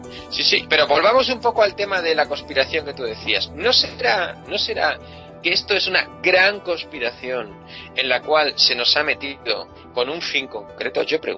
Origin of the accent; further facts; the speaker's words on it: Spain; si éramos felices en nuestra locura, en nuestra psicodelia de somos españoles